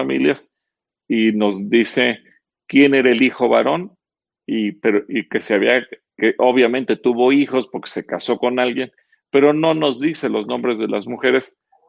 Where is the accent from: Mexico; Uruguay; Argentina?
Mexico; born there; ¿Y cómo le dicen a los que nacimos en México?